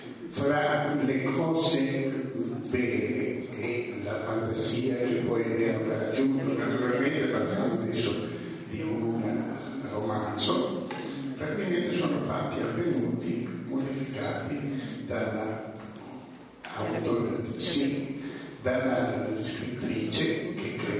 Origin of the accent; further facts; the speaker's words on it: Catania, Sicily, Italy; now in Bolzano, Italy; Allora, io sono un siciliano